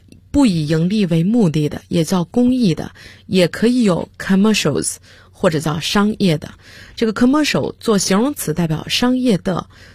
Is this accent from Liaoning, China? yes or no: yes; Liaoning, China; 实际上我是土生土长的辽宁人。那么各位听众都知道，辽宁人说普通话有可能都带着丝丝不分的情况，那么你想我在说英文的时候最初肯定也是这样。